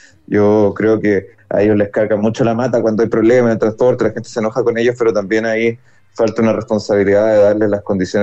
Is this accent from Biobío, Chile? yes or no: no; Viña del Mar, Valparaíso, Chile; yo soy viñamarino, no soy porteño, siempre lo digo, tengo un gran cariño por Valparaíso, pero sí soy de la Caleta Portales, porque yo prácticamente crecí ahí